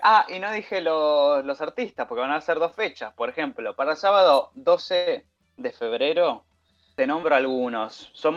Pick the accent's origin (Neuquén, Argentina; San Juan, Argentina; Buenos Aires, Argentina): Buenos Aires, Argentina; para los que somos de Buenos Aires o de zonas no tan aledañas